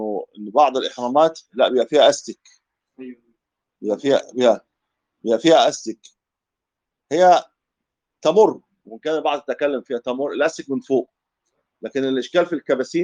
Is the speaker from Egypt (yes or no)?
yes; Egypt; تجد النساء عندنا في مصر لما يذهبوا للحج